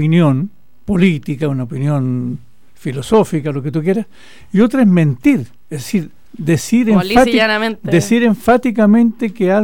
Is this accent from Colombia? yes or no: no; Chile; los chilenos, las chilenas y los que, no siendo chilenos aún, viven en nuestro país